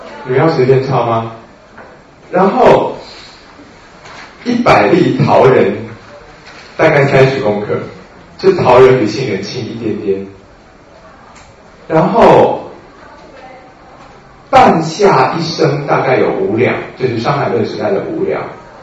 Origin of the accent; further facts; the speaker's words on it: Taiwan; 因为我们台湾人真的习惯了柴胡的用量大概3000-2000吧